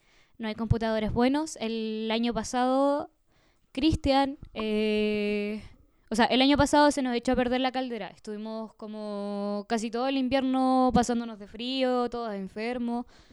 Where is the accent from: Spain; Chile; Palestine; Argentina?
Chile; Puerto Cisnes, Aysén; estudiantes y profesores están en paro por lo que está pasando en el país y su pueblo, que también es mi pueblo